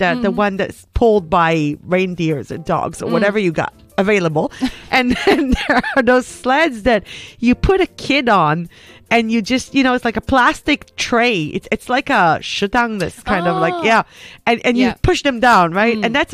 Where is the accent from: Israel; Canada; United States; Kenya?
Israel; I'm coming from Israel. I literally grew up between the sea and the desert.